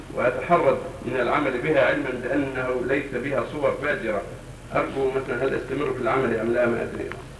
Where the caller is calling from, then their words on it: Yemen; يوجد عندنا في اليمن أناس يقال لهم السادة